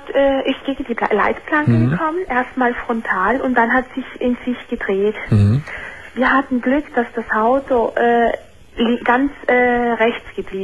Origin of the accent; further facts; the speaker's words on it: Italy; also ich bin eine Italienerin.